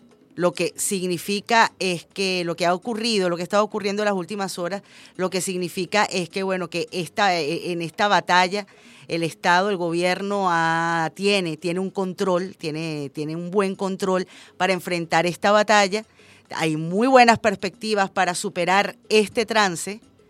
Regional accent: Venezuela; todos somos venezolanos y todos tenemos algo en común, además de nacer en esta bonita tierra

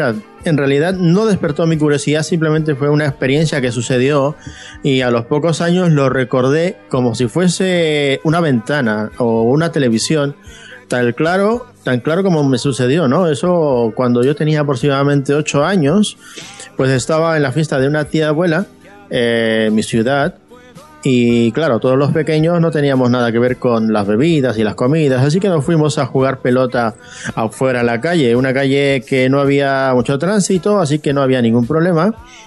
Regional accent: Arequipa, Peru; now in Madrid, Spain; yo soy de Arequipa, del sur del Perú, y bueno, llevo aquí en Madrid aproximadamente un poco más de 13 años.

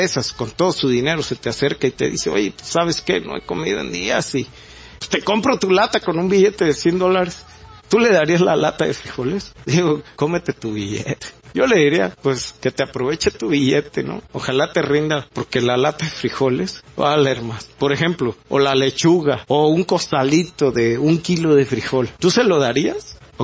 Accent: Mexico; somos mexicanos, que no somos muy altos, que estamos chaparros, prietos y panzones

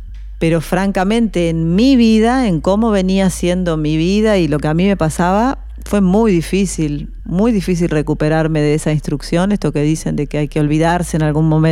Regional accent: La Plata, Buenos Aires Province, Argentina; born there; Sí, nací en La Plata.

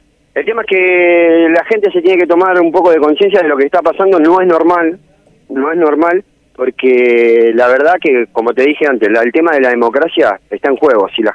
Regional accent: La Matanza, Buenos Aires Province, Argentina; Nosotros somos de La Matanza.

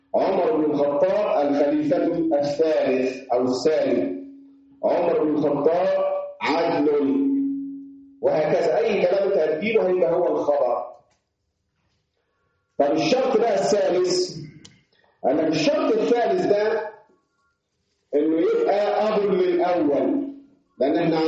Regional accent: Upper Egypt, Egypt; احنا عندنا في الصعيد ده وعلى غير الصعيدي اختصرنا كلمه ابن في الباء وحدها

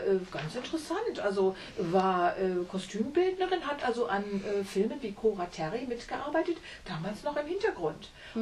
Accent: Wiesbaden, Hesse, Germany; ein Fotomodell aus Wiesbaden, aus meiner Heimatstadt.

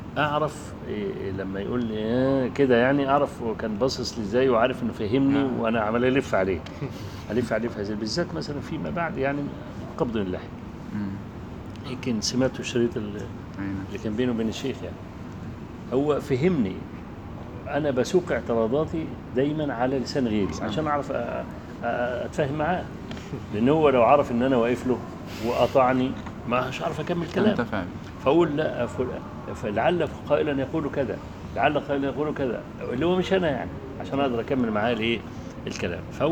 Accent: Egypt; كان عندنا في مصر يعني

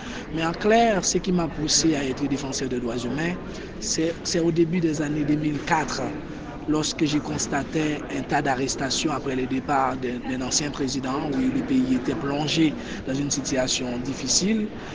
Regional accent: Port-au-Prince, Ouest, Haiti; je suis haïtien. J'ai grandi dans un quartier qu'on appelle La Saline, qui se trouve à Port-au-Prince. Et puis, à l'âge de 15 ans, ma famille a décidé de se retirer dans le quartier pour aller à Cité Soleil, un autre quartier assez difficile encore.

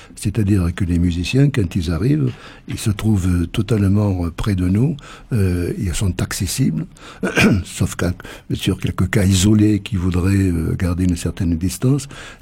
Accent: Occitanie, France; Je ne suis pas originaire de Saint-Gaudens, je suis originaire du Lauragais.

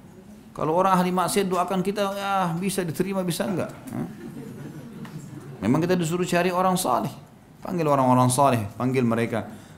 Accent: Makassar, South Sulawesi, Indonesia; Saya orang Makassar. Makassar mengatakan undang mantu ya.

